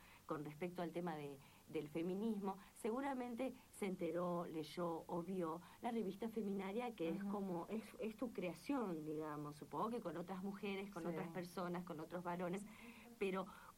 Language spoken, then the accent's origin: Spanish; Buenos Aires, Argentina; Es que los porteños somos tan vivos.